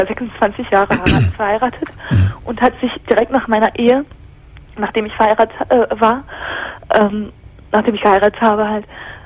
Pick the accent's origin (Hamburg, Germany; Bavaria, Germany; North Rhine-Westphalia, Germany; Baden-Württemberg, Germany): Hamburg, Germany; weil ich aus Hamburg komme. Ich bin gebürtige Hamburgerin.